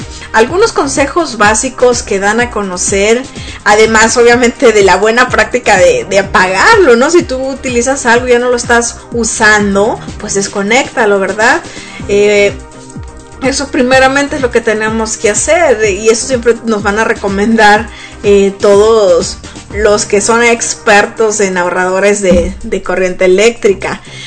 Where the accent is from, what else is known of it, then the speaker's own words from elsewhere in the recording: Sonora, Mexico; now in United States; pero en México, sobre todo en Sonora, que es de donde yo soy originaria, pues hace muchísimo calor, ¿verdad?